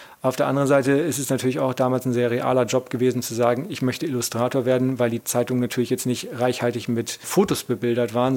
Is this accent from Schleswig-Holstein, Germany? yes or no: yes; Schleswig-Holstein, Germany; ich komme aus Norddeutschland und da gibt es den Landkreis Dithmarschen, da komme ich her. Da ist eigentlich gar nicht so viel los, sehr landwirtschaftlich geprägt, größtes Kohlanbaugebiet Nordeuropas, glaube ich.